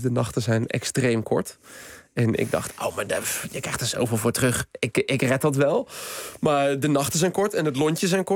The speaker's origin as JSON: {"language": "Dutch", "town": "Schipluiden", "region": "South Holland", "country": "Netherlands", "tie": "born or raised there", "moved": "as an adult", "said": "naar de postcode van mijn dorp, Schipluiden, waar ik vandaan kom. Ik was 26 toen ik daar wegging."}